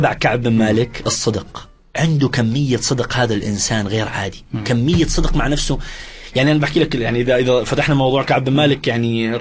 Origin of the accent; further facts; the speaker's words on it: Iraq; وانا كوني عراقي طبعا في الجزيره العربيه انسى الموضوع انت ارهابي